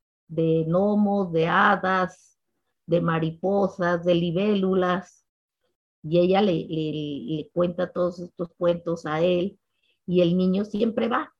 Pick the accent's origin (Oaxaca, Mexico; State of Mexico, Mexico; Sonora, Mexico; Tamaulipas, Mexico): Oaxaca, Mexico; Yo soy de Oaxaca y vivo en Oaxaca desde hace ya muchos años y estoy muy feliz de estar en esta ciudad que me parece maravillosa.